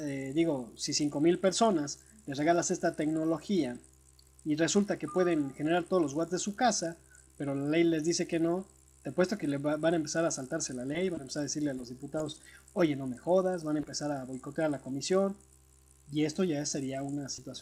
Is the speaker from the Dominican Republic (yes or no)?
no; Mexico; Yo creo, como individuo, como mexicano y como especie, como ser humano